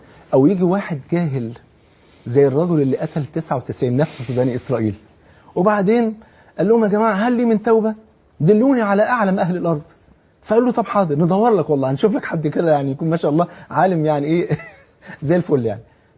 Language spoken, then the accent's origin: Arabic; Egypt; اقصر بلغتنا كمصريين ايه؟ خف.